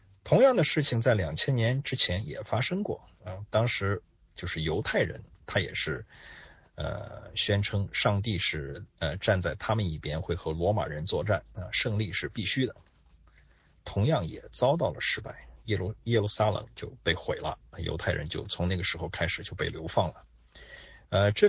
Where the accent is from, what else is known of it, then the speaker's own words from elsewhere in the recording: China; 这一套对于我们中国人来说真的是不要太熟悉啊